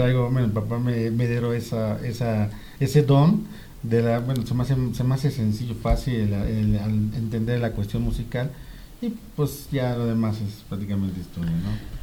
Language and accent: Spanish; Amecameca, State of Mexico, Mexico; Yo nací en el DF, pero sí la mayor parte de mi vida es de aquí en Amecameca.